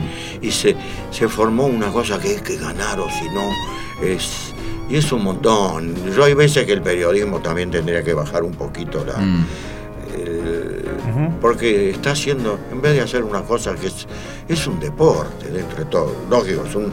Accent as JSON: {"language": "Spanish", "region": "Buenos Aires", "country": "Argentina", "tie": "born or raised there", "said": "yo soy de Boedo, ¿qué vamos a hacer?"}